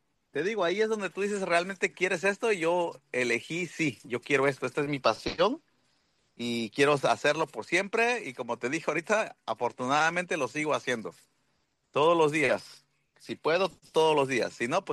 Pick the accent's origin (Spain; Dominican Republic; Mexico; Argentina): Mexico; Puerto Escondido, Oaxaca; yo soy nacido y crecido en Puerto Escondido. Y yo inicié a hacer surf a los 13 años.